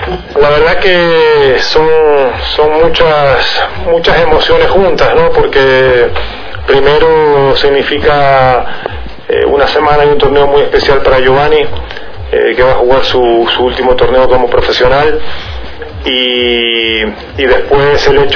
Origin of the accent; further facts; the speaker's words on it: Ecuador; ser un torneo profesional, un evento de esta magnitud en Ecuador. Nunca tuve la suerte de jugar un ATP en mi país